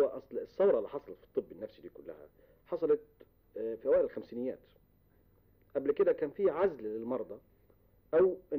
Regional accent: Egypt; كانت موجودة عندنا في مصر

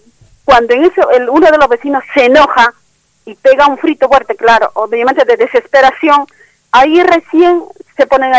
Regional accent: Peru; Yo soy de Perú.

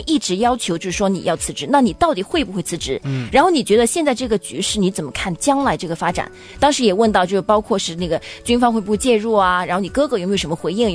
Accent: Guangdong, China; accent: Cantonese; 我们广东话说

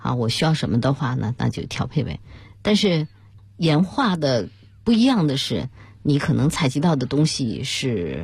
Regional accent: Shanxi, China; 我是来自山西，我从小对煤太熟悉了。

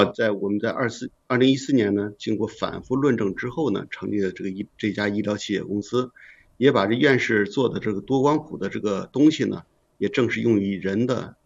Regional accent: Shijiazhuang, Hebei, China; 听众朋友大家好，我是来自河北石家庄的

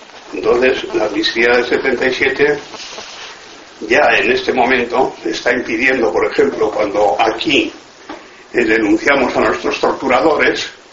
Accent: Pasaia, Basque Country, Spain; de aquí, de mi pueblo, de aquí de Pasajes

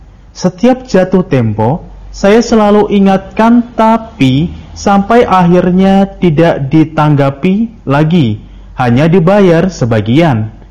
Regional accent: Cianjur, West Java, Indonesia; Saya dari Cianjur.

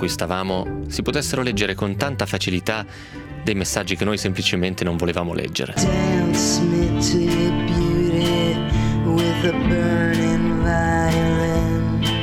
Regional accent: Piedmont, Italy; Cioè, di dove sei? N.O., sono della provincia di Novara.

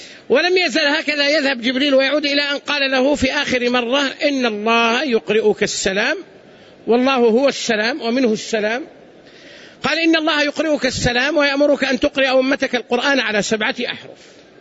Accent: Saudi Arabia; عندنا هنا مثلا في المملكة لهجتنا تختلف عن لهجة أهل مصر مثلا

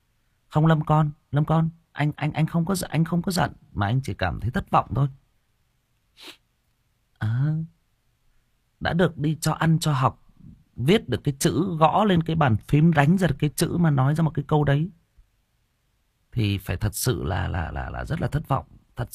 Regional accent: Thai Nguyen, Vietnam; Chỉ có điều là em sinh ra và lớn lên ở Thái Nguyên. Đó. Em yêu cái nơi em được sinh ra và lớn lên này.

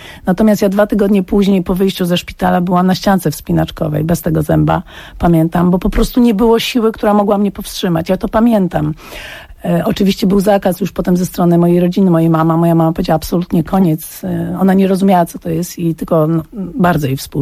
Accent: Łódź, Łódź Voivodeship, Poland; ja miałam 17 lat, byłam już w liceum plastycznym w Łodzi, bo pochodzę z Łodzi

